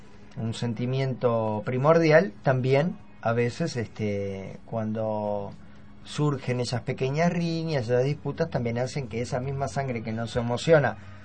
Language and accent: Spanish; Uruguay; no tenemos que hablar de cómo somos los uruguayos y cómo son las uruguayas.